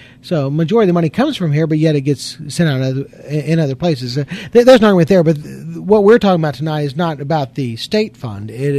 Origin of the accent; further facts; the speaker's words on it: Arkansas, United States; I grew up in the Delta of Arkansas, and I've lived the last 20 years up here, and I've got to tell you that I've enjoyed all of Arkansas.